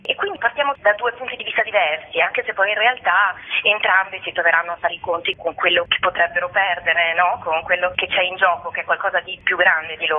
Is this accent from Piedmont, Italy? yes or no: no; Padua, Veneto, Italy; Io sono nata e cresciuta a Padova